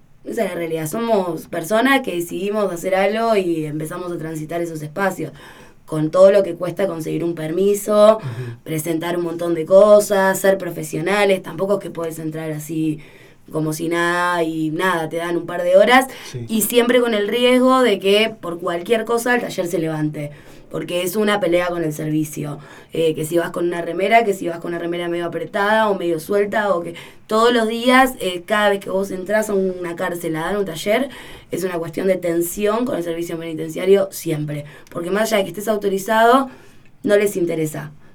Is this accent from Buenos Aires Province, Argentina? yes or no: yes; Merlo, Buenos Aires Province, Argentina; Nosotros somos de Merlo